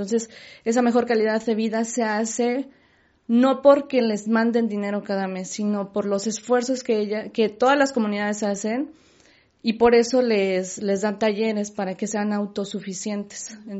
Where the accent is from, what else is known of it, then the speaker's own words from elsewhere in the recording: Mexico; somos pocos los mexicanos que hacemos cosas para ayudar a otros mexicanos